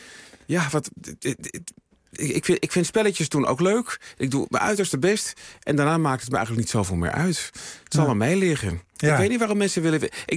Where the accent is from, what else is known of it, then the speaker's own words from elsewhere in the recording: Utrecht, Netherlands; Nee, weet je, ik kom uit Utrecht.